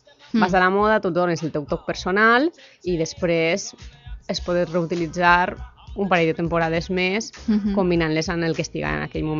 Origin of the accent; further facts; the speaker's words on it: Valencian Community, Spain; jo que sóc del País Valencià i també d'un poble de costa